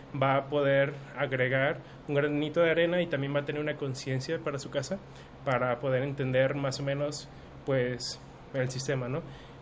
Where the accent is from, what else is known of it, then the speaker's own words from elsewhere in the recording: Mexico; a reconocernos como mexicanos también